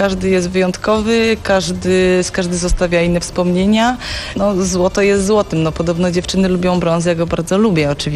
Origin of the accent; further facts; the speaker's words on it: Silesian Voivodeship, Poland; Jestem dziewczyną z Zagłębia.